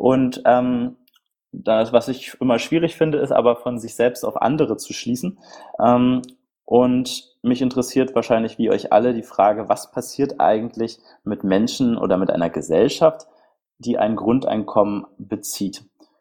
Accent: Berlin, Germany; Ich bin aus Berlin und 29 Jahre alt.

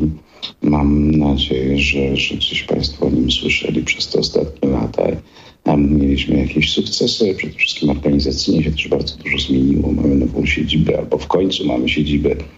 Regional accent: Kraków, Lesser Poland, Poland; moved away as an adult; now in Słupsk, Poland; jestem rodowitym krakowianinem, ale teraz określam się jako słupszczanin, więc życie się zmienia. Przebyłem taką drogę z południa Polski na północ, bo urodziłem się i pierwsze 30 parę lat życia spędziłem, 30 lat życia spędziłem w Krakowie

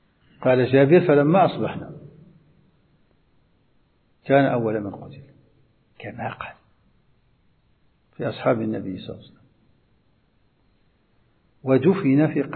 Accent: Morocco; وهو ما يسمى عندنا في المغرب بالخطارات

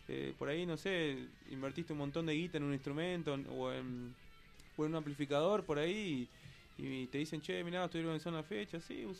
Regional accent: El Carmen, Jujuy, Argentina; El Carmen es un pueblito que queda lo más al sur de Jujuy, digamos, ya lo más cercano a Salta, de unos 15.000 habitantes

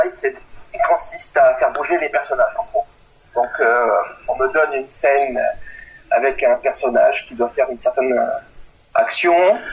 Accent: Corsica, France; Alors moi, je viens de Corse à la base.

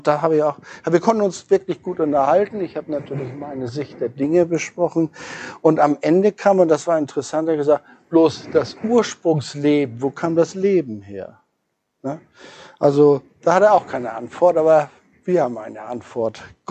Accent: Hamburg, Germany; wenn man so als Hamburger hierher kommt und eine Wiese von Lila sieht.

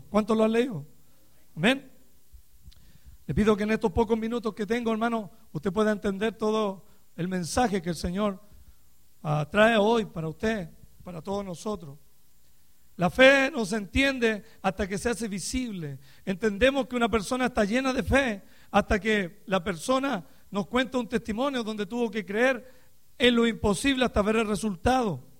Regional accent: Chile; moved away as an adult; para algunos que no me conocen. Vengo de la República de Chile, Sudamérica. Aleluya. Y algún día volveré allá otra vez, ¿verdad? Tenemos casi 14 años aquí en este país.

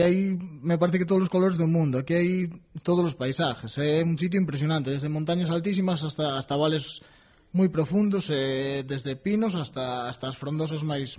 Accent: Galicia, Spain; resulta que nós somos todos de Ferrolterra

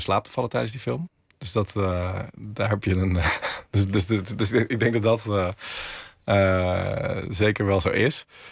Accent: Maaskantje, North Brabant, Netherlands; Tim en ik uit Maaskantje en met familie in Schijndel.

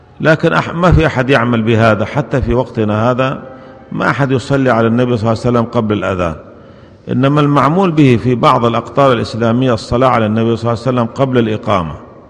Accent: Syria; عندنا في سوريا يقولون هذا

